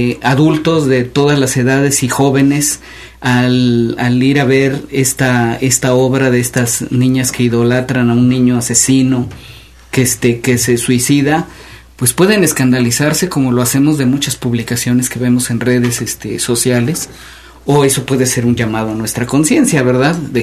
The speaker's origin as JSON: {"language": "Spanish", "town": "Xalapa", "region": "Veracruz", "country": "Mexico", "tie": "born there", "said": "Yo nací en Jalapa, pero cuando nací en la ciudad, no, es que entonces casi era un pequeño pueblo, ¿verdad?"}